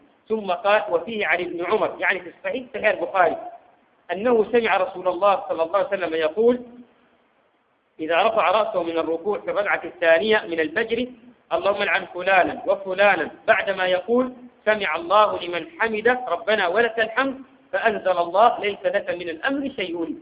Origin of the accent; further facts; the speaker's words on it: Sudan; عندنا في السودان هنا